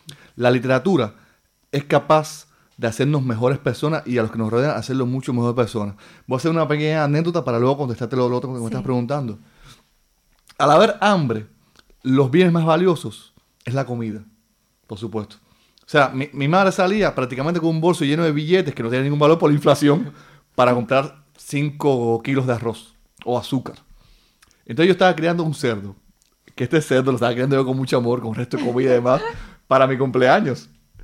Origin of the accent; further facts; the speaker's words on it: Cuba; now in Spain; en mi país, en Cuba, he dejado un listado pegado en mi biblioteca de los libros que debía leer.